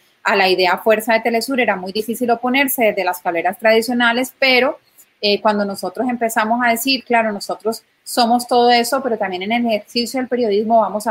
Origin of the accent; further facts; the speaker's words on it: Colombia; a mí, como colombiana, como mujer, como también parte del víctima de esa guerra